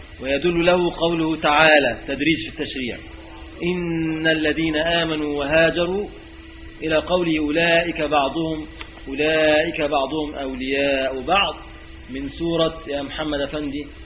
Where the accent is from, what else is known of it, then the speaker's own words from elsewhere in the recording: Egypt; في بلادنا موجود للأسف، يعني في بلادنا مصر يعني،